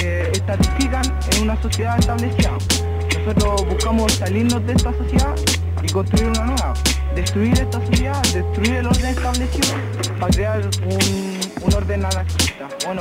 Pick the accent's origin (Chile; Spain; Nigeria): Chile; Conchalí, Santiago Metropolitan Region; Políticamente anarquista y soy de Conchalí.